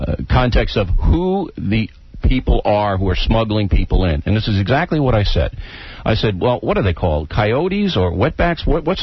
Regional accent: Levittown, New York, United States; Look, I'm from Levittown, you're from Roosevelt.

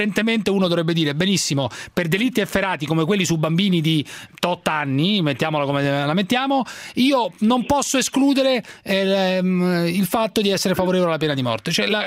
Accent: Rome, Lazio, Italy; now in Milan, Italy; io sono romano, abito a Milano

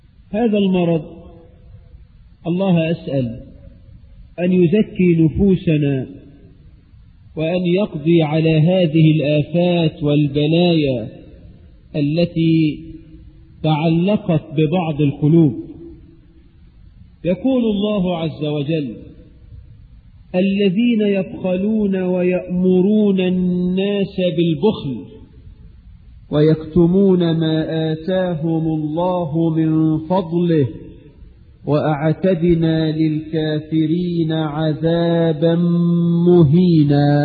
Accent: Egypt; حتى الناس عندنا في مصر

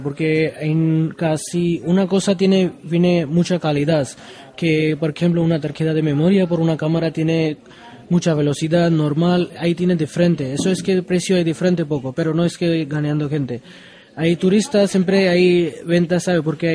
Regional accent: India; Spanish is a second language; now in Canary Islands, Spain; Yo es de la India.

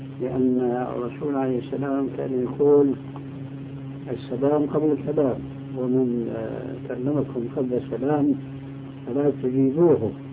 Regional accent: Syria; وأنا شامي طبعا

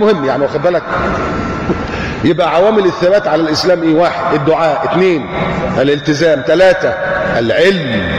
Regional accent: Egypt

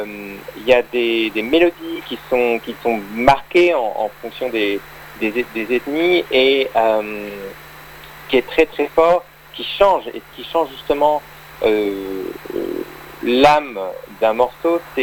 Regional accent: La Rochelle, Nouvelle-Aquitaine, France; Je suis originaire de La Rochelle, en Charente-Maritime.

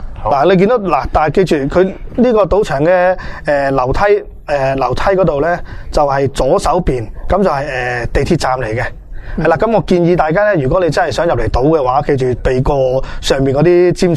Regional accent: Hong Kong; 我哋香港人嚟讲咧，可能觉得会偏甜嘅

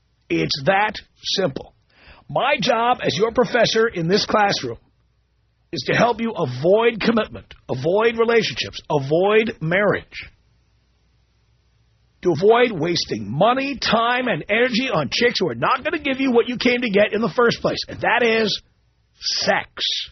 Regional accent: New York City, New York, United States; now in Los Angeles, United States; I don't think of myself as a New Yorker. I've been gone from New York for 25 years.

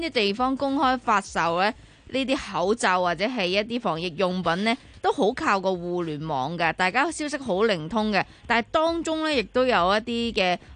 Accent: Hong Kong

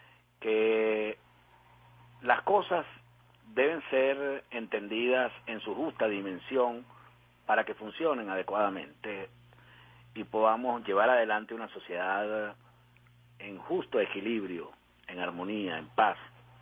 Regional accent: Venezuela; Hagamos eso como venezolanos

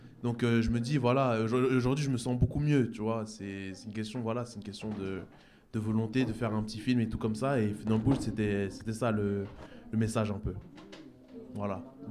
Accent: Cameroon; je suis camerounais, je suis fier de... Je suis fier de mes origines.

